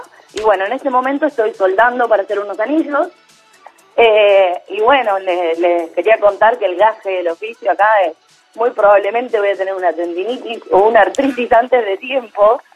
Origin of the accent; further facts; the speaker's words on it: Necochea, Buenos Aires Province, Argentina; soy de Necochea.